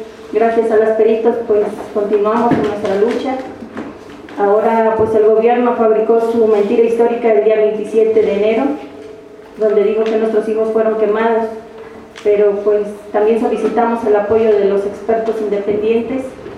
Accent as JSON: {"language": "Spanish", "country": "Mexico", "said": "Porque si nosotros como mexicanos seguimos permitiendo que se nos siga pisoteando nuestra dignidad"}